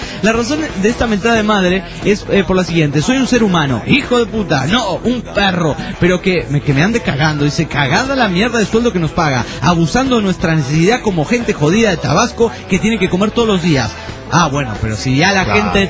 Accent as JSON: {"language": "Spanish", "region": "Salta", "country": "Argentina", "said": "de Salta, Argentina. Y ahora estoy en París por un mes."}